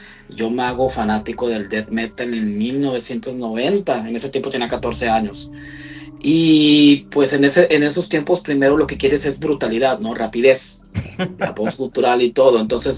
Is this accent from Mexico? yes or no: no; United States; te lo digo yo como estadounidense acá